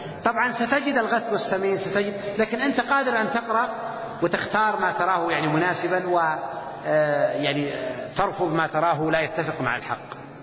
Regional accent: Saudi Arabia; بس هو مطبوع عندنا في السعودية

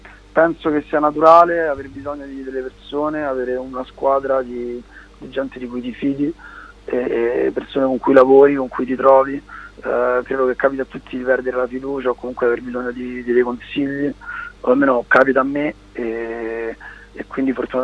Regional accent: Rome, Lazio, Italy; siamo entrambi di Roma e quindi, come tutti i cantautori romani

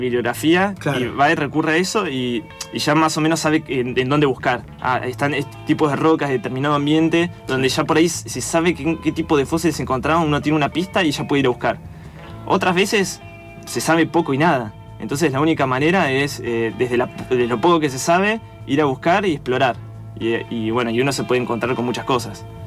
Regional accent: San Carlos de Bariloche, Río Negro, Argentina; now in Buenos Aires, Argentina; yo soy de Bariloche, terminé el colegio y me vine a Buenos Aires a estudiar la licenciatura en paleontología

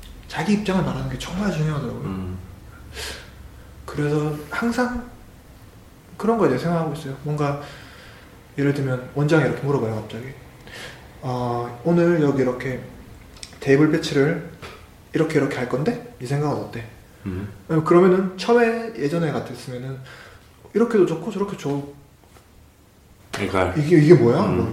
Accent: North Gyeongsang, South Korea; 저도 같은 경상도 출신이거든요. 경상 북도 출신인데 또 부산이랑 틀려요.

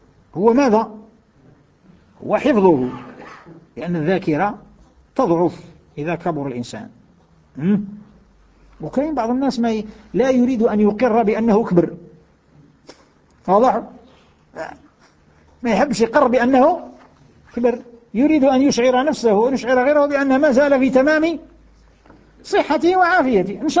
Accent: Algeria; كثير من أبنائنا من بلادنا الجزائر

